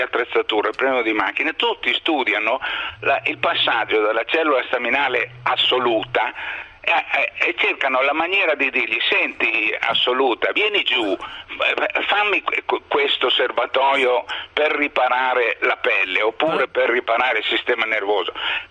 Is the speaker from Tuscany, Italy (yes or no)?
yes; Tuscany, Italy; io le chiamo così per me, sono toscano e faccio delle definizioni toscaneggianti